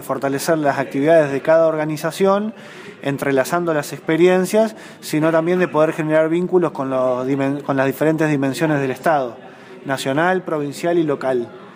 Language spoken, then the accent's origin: Spanish; Córdoba, Argentina; Bueno, nosotros somos del Valle de Calamuchita.